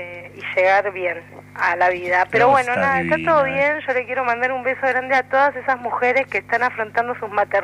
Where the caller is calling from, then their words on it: Buenos Aires, Argentina; soy de Villa Crespo, chicos.